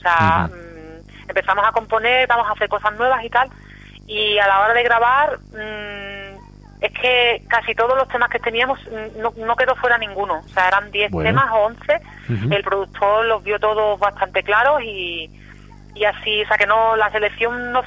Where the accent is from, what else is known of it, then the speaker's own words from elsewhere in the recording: Seville, Andalusia, Spain; now in Barcelona, Spain; pero yo vengo de Sevilla